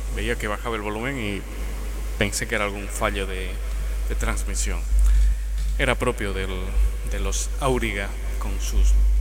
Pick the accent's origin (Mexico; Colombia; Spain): Spain; Cuenca, Castilla-La Mancha; desde mi ciudad natal, Cuenca